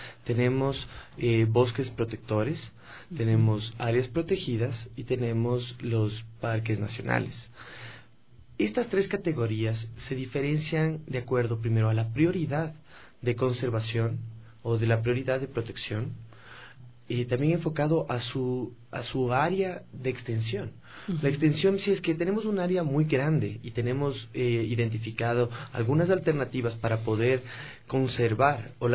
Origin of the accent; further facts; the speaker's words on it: Ecuador; Nosotros deberíamos interesarnos más como ecuatorianos en conocer lo que tenemos.